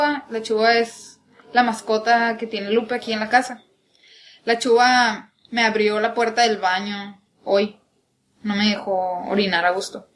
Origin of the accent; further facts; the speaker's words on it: Sonora, Mexico; vengo de Sonora.